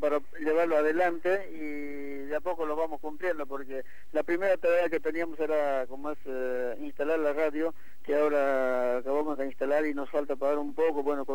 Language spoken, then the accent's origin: Spanish; Bolivia; now in Argentina; más o menos consolidarnos nosotros acá como comunidad boliviana, pero integrado tanto a la comunidad argentina